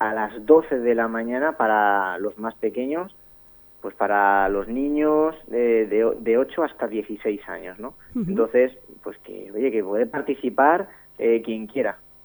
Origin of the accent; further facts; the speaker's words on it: Madrid, Community of Madrid, Spain; now in Talavera de la Reina, Spain; Yo llevo aquí 8 años en Talavera. Yo soy de Madrid, como los oyentes, muchos de ellos saben, pero yo me siento un Talavera nomás ya.